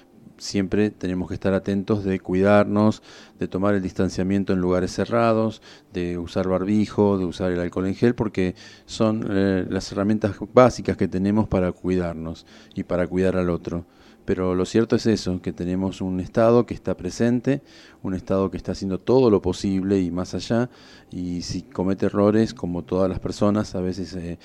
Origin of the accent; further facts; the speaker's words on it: Argentina; esas cualidades que tenemos como argentinos